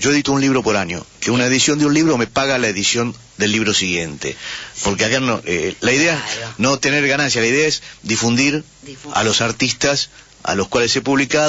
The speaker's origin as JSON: {"language": "Spanish", "region": "Buenos Aires", "country": "Argentina", "tie": "born or raised there", "said": "nosotros somos tipo de barrio, nosotros nos criamos en un barrio, nosotros somos de Versalles."}